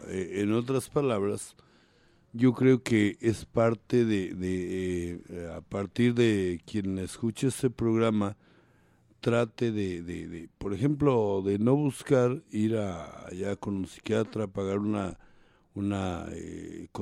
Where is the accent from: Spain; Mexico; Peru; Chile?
Mexico; más el mexicano, porque yo soy mexicano